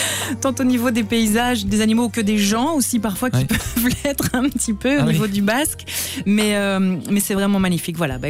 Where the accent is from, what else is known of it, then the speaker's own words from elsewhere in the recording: Belgium; Un peu partout en fait, parce que je trouve qu'on est dans un petit pays magique